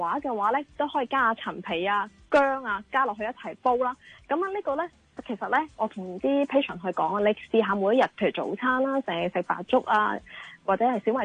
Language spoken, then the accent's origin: Cantonese; Hong Kong